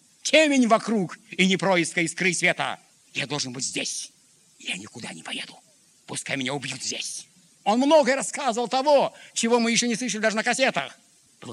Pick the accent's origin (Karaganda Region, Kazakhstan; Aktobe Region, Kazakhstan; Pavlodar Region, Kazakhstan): Pavlodar Region, Kazakhstan; Pavlodar; Я говорю, Петр Данилович, я вот из Павлодара.